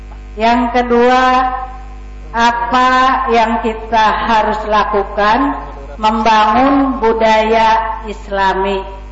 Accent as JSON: {"language": "Indonesian", "town": "Kaduela", "region": "West Java", "country": "Indonesia", "said": "saya dari Desa Kaduela, Kecamatan Pasawahan, Kabupaten Kuningan."}